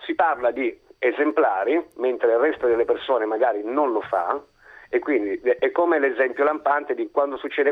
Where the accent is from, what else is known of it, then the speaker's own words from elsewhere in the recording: Turin, Piedmont, Italy; sono di Torino